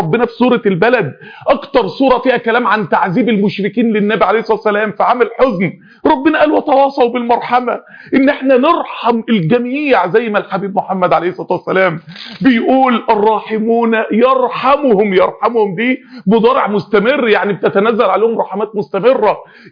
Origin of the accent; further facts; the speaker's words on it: Egypt; يعني انا راجل مصري